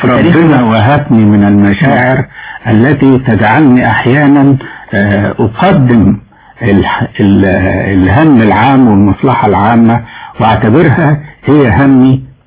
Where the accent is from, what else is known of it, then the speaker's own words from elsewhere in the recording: Egypt; فأنا تصورت كما كان الحال في ذلك الوقت عندنا في مصر